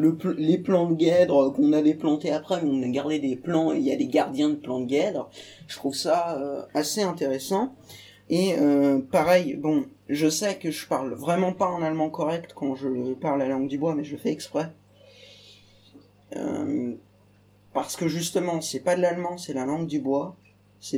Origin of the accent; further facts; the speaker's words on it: Hauts-de-France, France; Je sais qu'on est en Picardie, qu'on est même dans l'Oise. Donc on est des Isariens en plus.